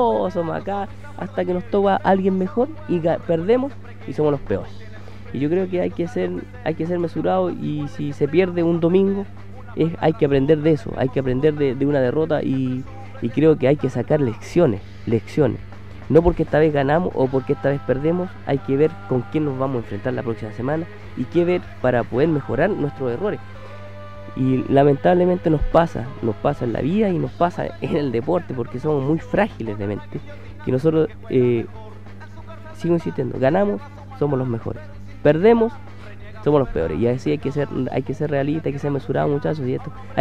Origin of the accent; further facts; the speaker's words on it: Chile; y lamentablemente nosotros como chilenos, así parece que la idiosincrasia al chileno es ser extremista.